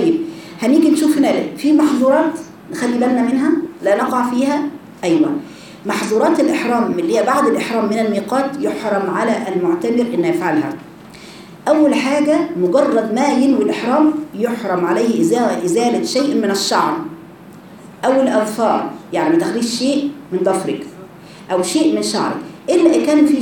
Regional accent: Egypt; يبقى احنا من اهل مصر ميقاتنا فين؟

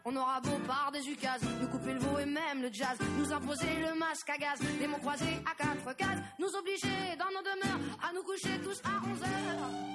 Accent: Cádiz, Andalusia, Spain; yo soy del Remedio, yo soy de Cádiz. Pero yo soy adoptado de los Remedios, de ese barrio tan señorial.

